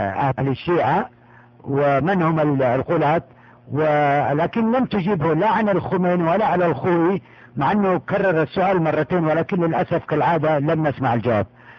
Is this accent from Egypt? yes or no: no; Yemen; أنا قلت لك أيضا أنا من أهل اليمن